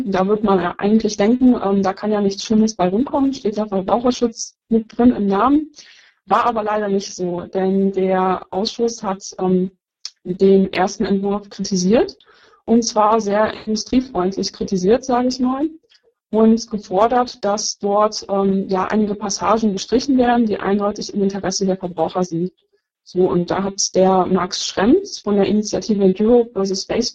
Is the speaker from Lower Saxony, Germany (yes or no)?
yes; Lower Saxony, Germany; Ich komme aus Niedersachsen